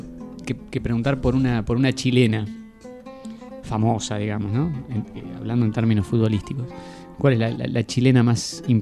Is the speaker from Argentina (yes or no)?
yes; Patagonia, Argentina; born there; Bueno, tal vez porque yo nací en la Patagonia, ¿no?